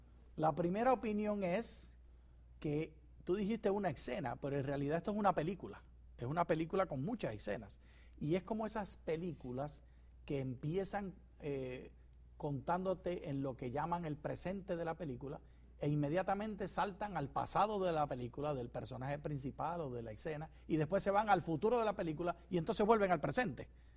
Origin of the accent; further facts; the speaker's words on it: Puerto Rico; Como puertorriqueño tengo que decir ¡ay, bendito!